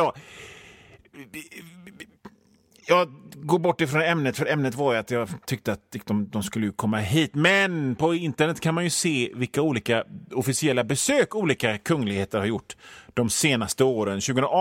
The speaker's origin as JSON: {"language": "Swedish", "town": "Gothenburg", "region": "Västra Götaland County", "country": "Sweden", "said": "Vi är göteborgare. Vi är vana vid att stockholmare skiter i oss."}